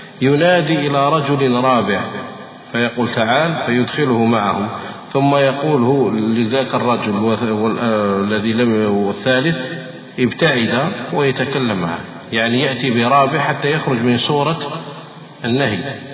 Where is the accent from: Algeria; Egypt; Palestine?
Algeria; وهذا يقع عندنا في الجزائر.